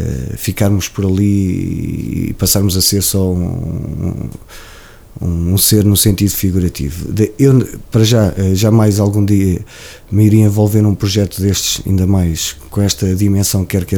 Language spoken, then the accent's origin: Portuguese; Oliveira do Hospital, Coimbra, Portugal; é o orgulho de ser oliveirense, e a qualquer lado que eu vá faço questão de dizer que sou de Oliveira Hospital, sou de um puro, entre aspas, também serrano